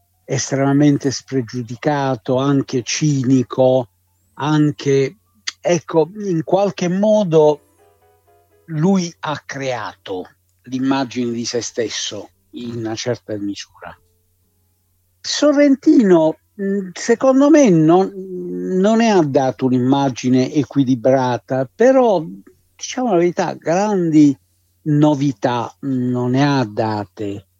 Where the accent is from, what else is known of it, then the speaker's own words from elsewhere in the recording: Bari, Apulia, Italy; io sono barese di origine, sì, e quindi ero concittadino di Aldo Moro